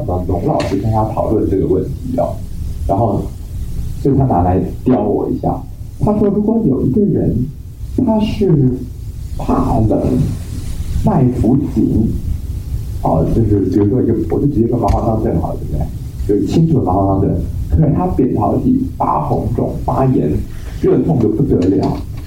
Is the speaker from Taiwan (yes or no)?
yes; Taiwan; 可是我们台湾有一种病叫做冷气病，因为我们台湾人呢、啊、天气热，热带气候嘛